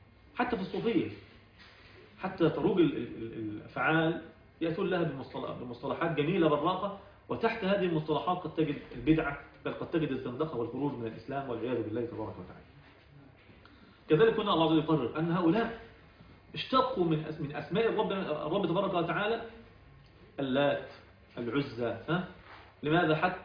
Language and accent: Arabic; Egypt; انا مصري يا زيكم يا جماعة